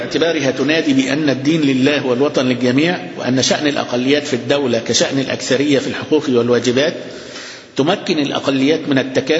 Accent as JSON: {"language": "Arabic", "town": "Alexandria", "region": "Alexandria Governorate", "country": "Egypt", "said": "قد كل المساجد بتاعتنا اللي عندنا في اسكندرية"}